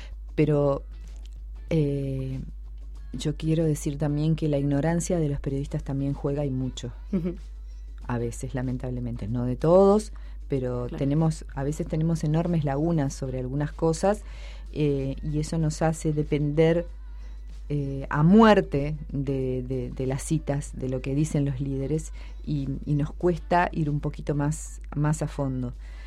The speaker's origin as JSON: {"language": "Spanish", "country": "Argentina", "said": "A mí, yo soy argentina y naturalmente me pasa que no veo mucho en los medios de mi país a la gente que representa algunas causas"}